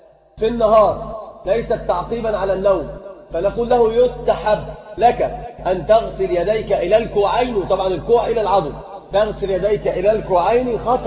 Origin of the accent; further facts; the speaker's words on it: Morocco; يقل عن القلتين بالتفريق عندنا في المغرب